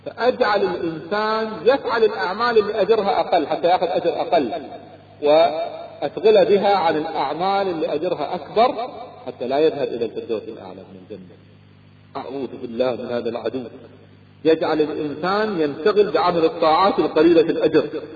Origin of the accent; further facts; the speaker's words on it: Kuwait; أذكر أحد التجار عندنا في الكويت كان يبيع الغترة